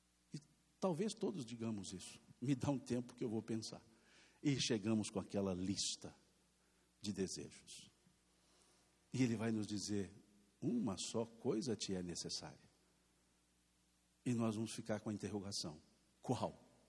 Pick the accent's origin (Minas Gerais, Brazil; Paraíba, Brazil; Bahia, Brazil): Minas Gerais, Brazil; Se fosse aqui em Minas, a Marta, como mineiro que somos